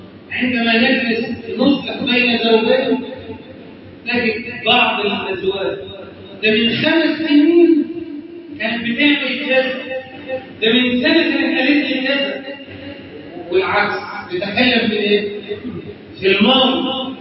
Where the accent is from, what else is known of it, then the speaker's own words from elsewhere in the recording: Egypt; اجعل بلدنا مصر امنا امانا